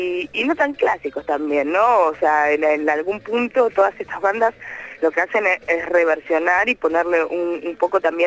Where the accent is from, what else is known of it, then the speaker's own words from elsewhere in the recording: Buenos Aires, Argentina; es bastante difícil para mí, que soy una porteña que no bailo, venir a bailar acá